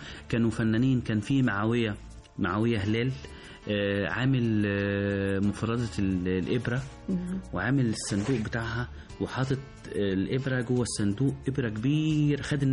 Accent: Egypt

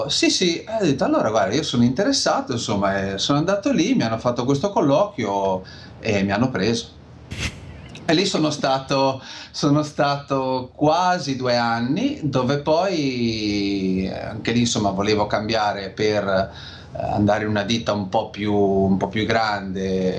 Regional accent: Lerici, Liguria, Italy; io sono di Lerici, in provincia di La Spezia, sì, quindi più o meno lunigiana, confine tra Liguria e Toscana

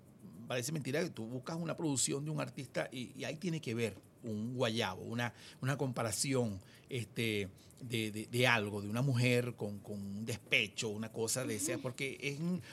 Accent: Anaco, Anzoátegui, Venezuela; moved away as an adult; now in Caracas, Venezuela; ya que yo veía que en Anaco, mi tierra, no existía pues eso lo que yo quería

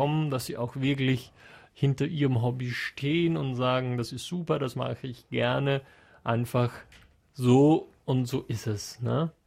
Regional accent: Bruneck, Trentino-Alto Adige, Italy; Ursprünglich aus Bruneck im schönen Südtirol.

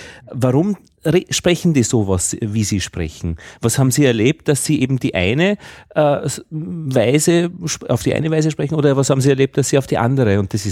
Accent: Austria; So als Österreicher ist es ja gar nicht selbstverständlich

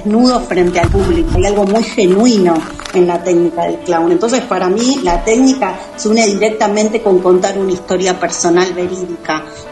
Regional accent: Córdoba, Argentina; Y muchas son de Buenos Aires, otras somos de Córdoba, bueno, andamos desperdigadas

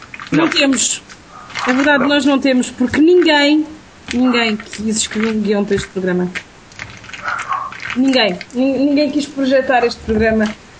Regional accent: Torres Novas, Santarém, Portugal; born there; Eu não sou daquela zona, sou de Torres Novas, mas não quer dizer, nasci lá, mas não cresci lá.

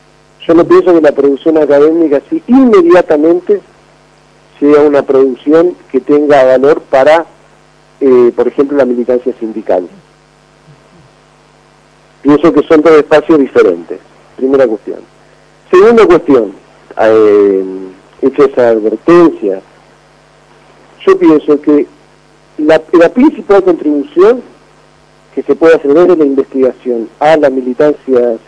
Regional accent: Argentina; Yo estaba haciendo la tesis de doctorado acá en Río de Janeiro, yo soy argentino

